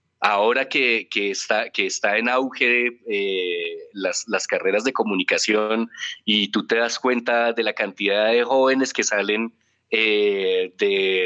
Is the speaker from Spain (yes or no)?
no; Colombia; en todo lo que es nuestra idiosincrasia como colombianos, como nos hemos formado como colombianos